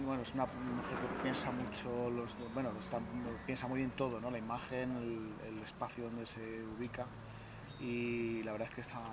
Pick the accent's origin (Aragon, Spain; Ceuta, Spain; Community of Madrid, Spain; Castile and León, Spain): Castile and León, Spain; Burgos; No soy aquí de León, soy de Burgos, no vivo con mi familia.